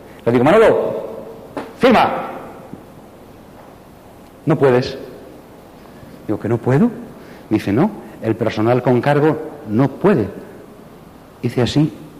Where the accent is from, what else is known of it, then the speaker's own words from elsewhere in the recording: Santander, Cantabria, Spain; Y en el año 82 dejé 2 días para ir a Santander, a mi pueblo, donde yo había vivido siempre